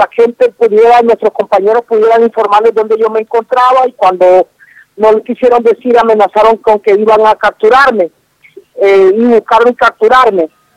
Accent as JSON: {"language": "Spanish", "country": "Honduras", "said": "estamos pasando una situación bastante compleja, bastante difícil aquí en mi país."}